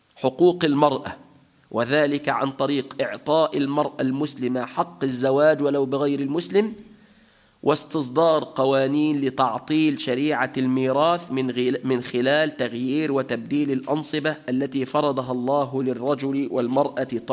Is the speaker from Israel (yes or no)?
no; Tunisia; في بلادنا تونس الخضراء